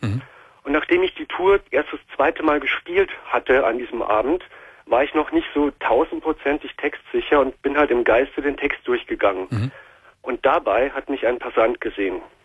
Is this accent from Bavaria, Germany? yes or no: yes; Munich, Bavaria, Germany; born or raised there